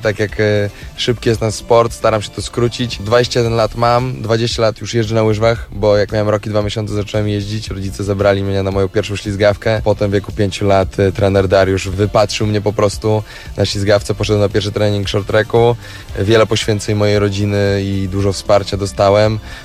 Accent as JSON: {"language": "Polish", "town": "Białystok", "region": "Podlaskie Voivodeship", "country": "Poland", "tie": "born or raised there", "said": "Tutaj się wychowałem, tu się urodziłem"}